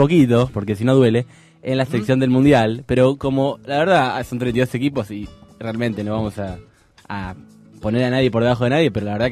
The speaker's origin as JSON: {"language": "Spanish", "country": "Argentina", "said": "Por un hecho no menor que somos argentinos todos."}